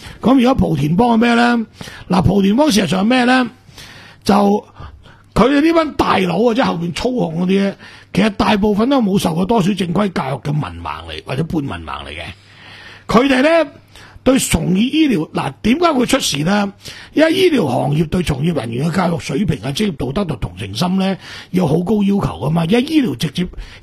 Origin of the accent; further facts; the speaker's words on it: Macau; 所以我哋澳门人好清楚，从来唔敢入去噶